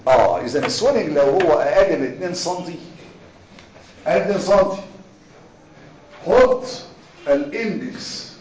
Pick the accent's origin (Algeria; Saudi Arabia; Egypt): Egypt; احنا عندنا مصريين في عاده عندنا كل حاجه اسمها كيس دورني